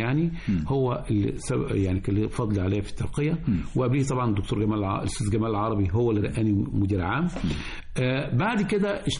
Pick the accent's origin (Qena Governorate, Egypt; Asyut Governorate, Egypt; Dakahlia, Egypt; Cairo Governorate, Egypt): Cairo Governorate, Egypt; El Marg; حي المرج اللي انا مقيم فيه. لان انا من مواليد حي المرج، وباقني بالولاء لهذا المكان اللي اتولدت فيه، ومش قادر اخرج من المرج طبيعي يعني. لان حياتي في المرج النهارده بقى لي 63 سنه في المرج.